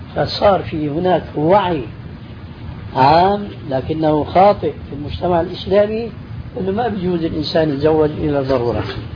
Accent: Syria; عندنا في سوريا كنا يلبسن لملاية الزم

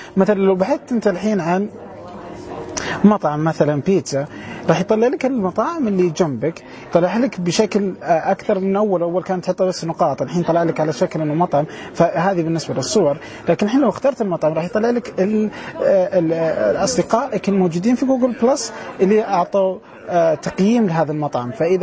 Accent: Saudi Arabia; في شغلات كثيره من هذه الأشياء مش موجودة عندنا في السعودية وفي الدول العربية

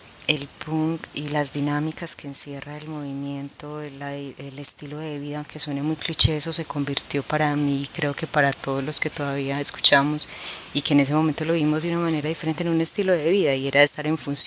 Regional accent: Medellín, Antioquia, Colombia; Uno eran los sicarios en los barrios pobres, yo soy de Castilla.

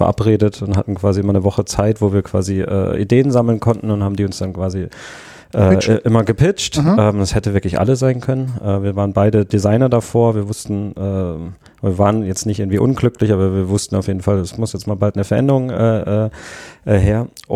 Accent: Southwest Germany, Germany; ich komme ursprünglich aus Südwestdeutschland

